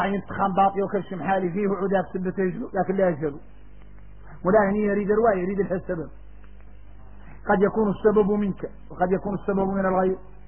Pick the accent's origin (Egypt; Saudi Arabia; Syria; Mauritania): Mauritania; احنا موريتاني في المنافع آية من آيات الله